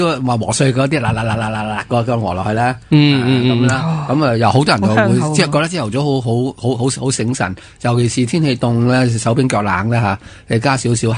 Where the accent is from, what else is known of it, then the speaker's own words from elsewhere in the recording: Taiwan; 我呢只咧就来自台湾嘅嗰啲外岛啊